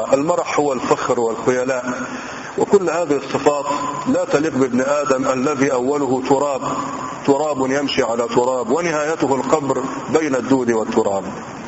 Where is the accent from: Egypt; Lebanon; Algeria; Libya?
Egypt; وقيل أن موضع الخصف موجود عندنا في مصر في مكان لازال قرب الفيوم الآن